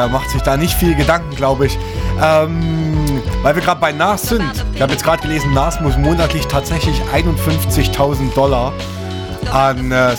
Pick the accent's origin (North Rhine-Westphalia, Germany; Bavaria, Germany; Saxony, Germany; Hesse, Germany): Saxony, Germany; Chemnitz; Aber wir kommen beide aus Sachsen, als Chemnitz, um genau zu sein.